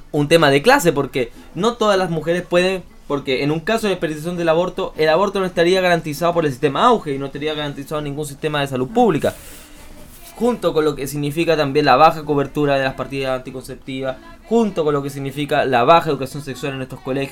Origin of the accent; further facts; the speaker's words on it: Chile; Eso yo creo que es un debate que como sociedad chilena en el año 2018 no deberíamos tener